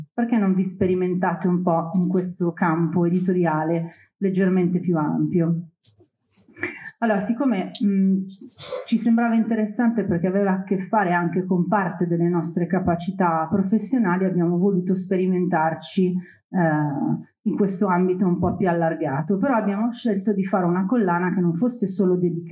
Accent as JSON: {"language": "Italian", "town": "Milan", "region": "Lombardy", "country": "Italy", "said": "io sono di Milano, classe 1978, ho 44 anni, ho fatto Genova 2001, sono di quella generazione lì"}